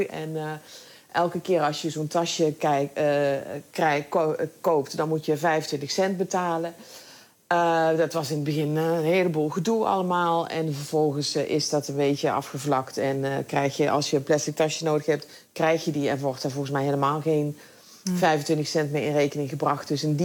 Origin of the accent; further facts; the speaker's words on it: Netherlands; dan ben ik misschien ouderwets opgevoed in Nederland.